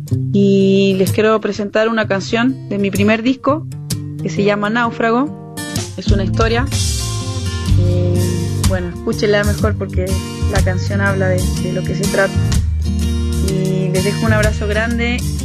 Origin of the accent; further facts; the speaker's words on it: Chile; now in Bariloche, Argentina; soy cantautora chilena, actualmente vivo en Bariloche.